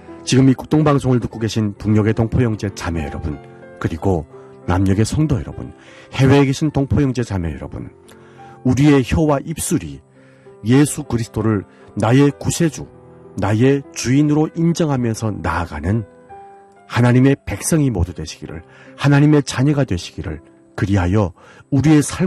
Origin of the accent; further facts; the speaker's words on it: North Korea; now in Seoul, South Korea; 여기는 대한민국 서울입니다.